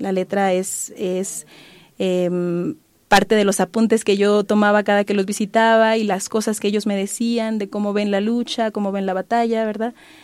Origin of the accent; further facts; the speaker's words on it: Guanajuato, Mexico; este año estaba yo en mi pueblo, allá en Guanajuato